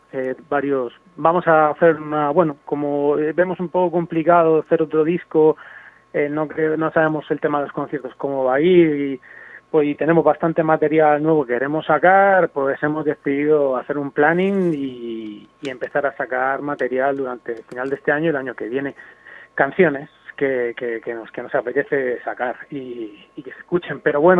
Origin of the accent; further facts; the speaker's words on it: Cartagena, Region of Murcia, Spain; Yo soy de Cartagena, por ejemplo, y también había al principio, cuando era joven, un certamen del ayuntamiento